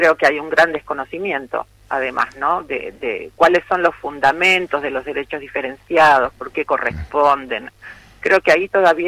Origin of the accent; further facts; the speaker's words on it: Argentina; Como ciudadana argentina quiero creer que sí